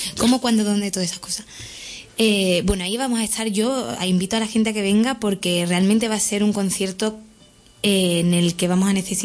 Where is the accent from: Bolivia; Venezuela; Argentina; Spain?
Spain; Bornos, Andalusia; Tengo una cajita en mi pueblo, en Bornos, allí en Cádiz, llena de letras de cuando vivía ahí, que era súper pequeña.